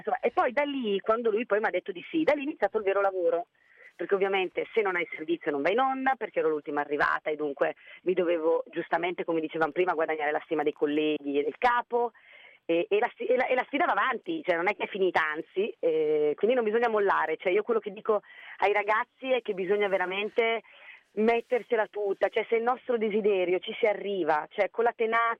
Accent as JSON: {"language": "Italian", "town": "Brescia", "region": "Lombardy", "country": "Italy", "said": "sono una bresciana d'occhio, i bresciani sono molto concreti"}